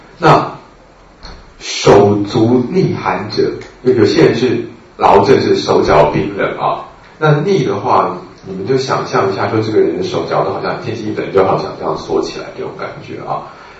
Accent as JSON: {"language": "Chinese", "country": "Taiwan", "said": "尤其是我们台湾人啊，真的是全世界的这个父子最大消费者之一啊"}